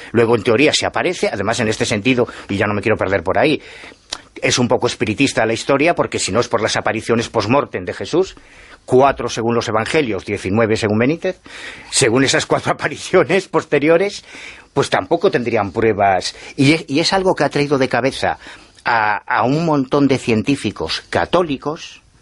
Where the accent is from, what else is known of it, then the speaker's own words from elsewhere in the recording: A Coruña, Galicia, Spain; Y soy coruñés, y muy orgulloso de ser coruñés.